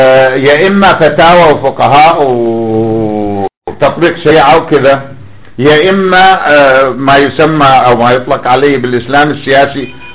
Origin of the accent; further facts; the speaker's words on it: Iraq; عندنا في العراق جاب قمنا نجد على الارصفة